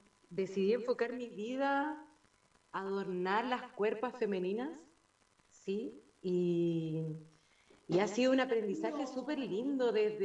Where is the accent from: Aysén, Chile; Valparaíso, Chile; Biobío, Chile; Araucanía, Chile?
Aysén, Chile; Coyhaique; De niña he estado rodeada de naturaleza porque soy de acá, de Coyhaique.